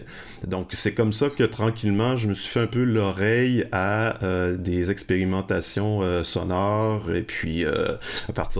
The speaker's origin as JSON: {"language": "French", "town": "Lévis", "region": "Quebec", "country": "Canada", "tie": "born or raised there", "said": "Mais j'ai grandi à Lévis, et l'un des endroits où j'aimais me rendre déjà à 14-15 ans"}